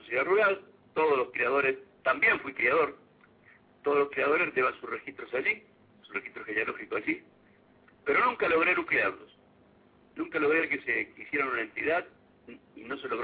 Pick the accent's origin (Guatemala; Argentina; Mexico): Argentina; Arteaga, Santa Fe; nunca paró la actividad en ese pequeño pueblo, que es mi pueblo, que es Arteaga.